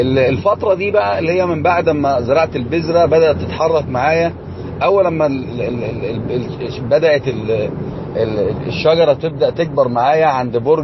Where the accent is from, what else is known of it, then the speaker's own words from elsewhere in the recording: Egypt; عملية بيسموها عندنا في مصر الرد، أو بيسموها التحبيس